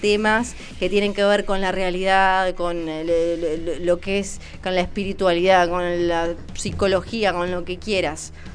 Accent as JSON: {"language": "Spanish", "town": "Ushuaia", "region": "Tierra del Fuego", "country": "Argentina", "tie": "born or raised there", "said": "Y de chica, ya en Ushuaia"}